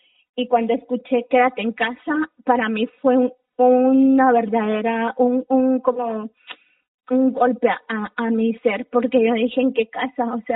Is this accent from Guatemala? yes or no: yes; Guatemala; pensar en cómo lo iba a tomar el Estado de Guatemala, cómo iba a actuar contra mi pueblo